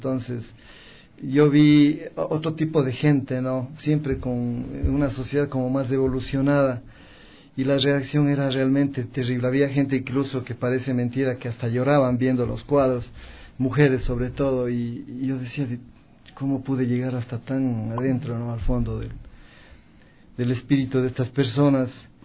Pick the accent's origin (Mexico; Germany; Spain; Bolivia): Mexico; moved away; Le comento que yo vine de México hace, sí, más o menos 4 años.